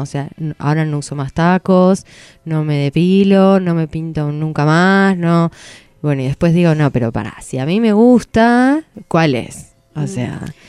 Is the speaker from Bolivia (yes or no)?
yes; Bolivia; Yo me crié en Bolivia yendo a escuelas privadas